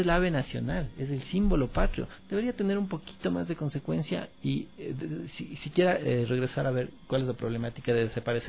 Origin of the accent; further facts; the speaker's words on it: Ecuador; Yo lo que les pido es que como ecuatorianos seamos conscientes